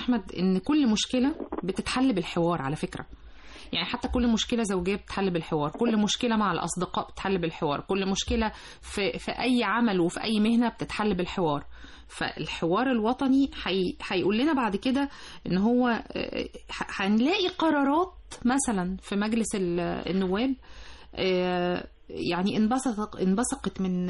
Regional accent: Egypt; او مهما يكون في حاله اقتصاديه عالميه واحنا يعني كمصريين داخلين في وسطها

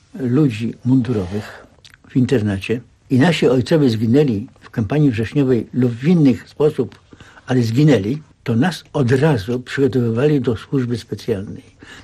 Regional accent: Warsaw, Masovian Voivodeship, Poland; Więc jeżeli ja z Mokotowa, z tak dalekiej, odległej, zdążyłem i do szkoły

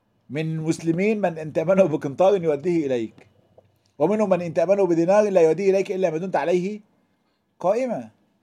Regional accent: Egypt

